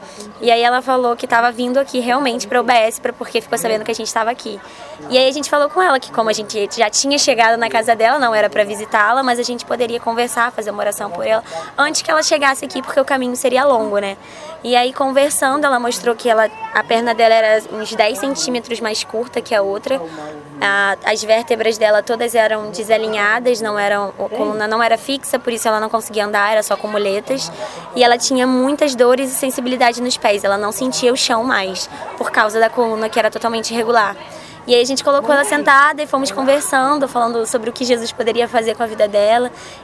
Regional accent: Cabo Frio, Rio de Janeiro, Brazil; Eu sou do Rio de Janeiro, de Cabo Frio, interiorzinho.

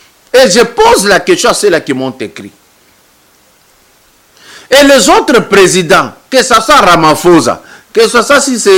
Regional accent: Kongo Central, DR Congo; Le bus arrive chez nous, à Matadi ou à Boma, payé à 2000 euros.

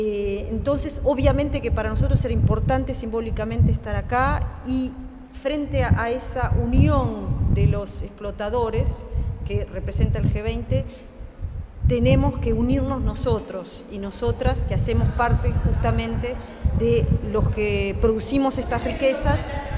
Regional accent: France; Spanish is a second language; yo vengo de Francia

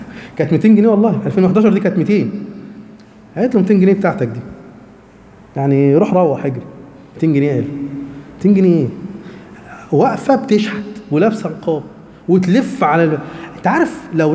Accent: Egypt; واحنا كمصريين احنا مستجيبين جدا للموضوع ده

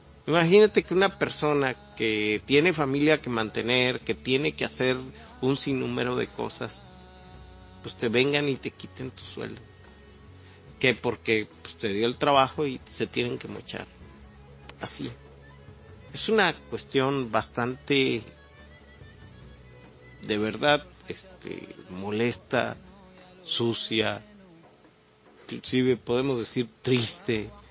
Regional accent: Mexico; como sociedad, como mexicanos, o en este caso como los tamaulipecos

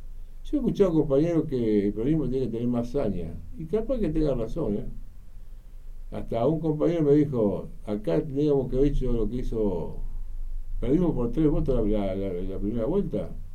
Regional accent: Argentina; Así somos los argentinos, ¿no? Muchos somos los argentinos. No me voy a excluir.

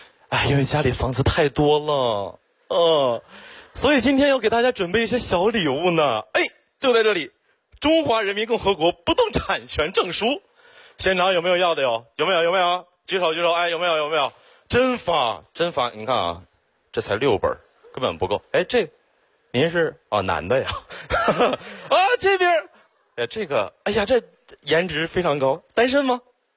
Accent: Xiong'an, Hebei, China; 我真的特别的区区土生土长的雄安人，从小在那长大

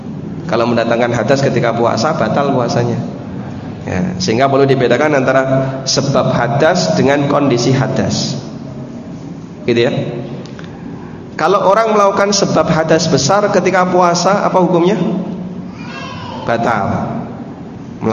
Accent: Lamongan, East Java, Indonesia; born there; Di Lamongan, tempat kelahiran saya, tidak ada tradisi sebelum Ramadan padusan, tidak ada.

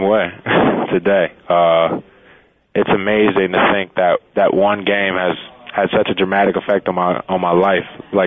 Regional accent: New Jersey, United States; I am from New Jersey. It always gets really hot and it gets really cold.

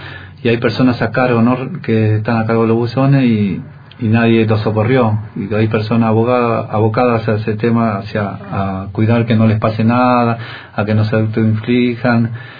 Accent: Buenos Aires, Argentina; also born or lived in Jujuy; Nosotros somos de Buenos Aires, somos nacidos en Jujuy, pero estamos viviendo en Buenos Aires, estamos viviendo ahora, más precisamente en Bajo Flores, en la mediación de la Villa 1114.

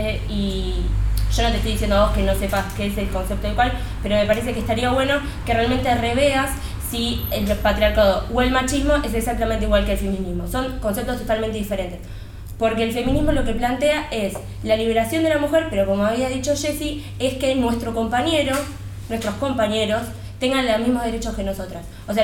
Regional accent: Argentina; tenemos que pensar que somos argentinos, pero también somos parte de un mundo

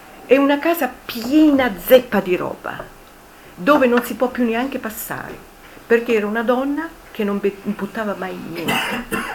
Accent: Rome, Lazio, Italy; io vengo da Roma e a casa mia avevamo il bagno

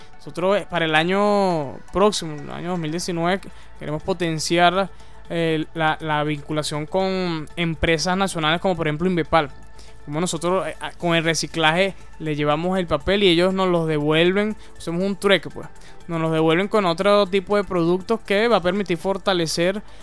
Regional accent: Venezuela; todo un tema del hábito y de la cultura nuestra como venezolano

